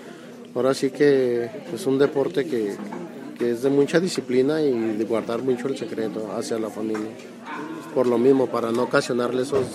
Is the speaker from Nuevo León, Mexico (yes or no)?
no; Durango, Mexico; Durango, Durango.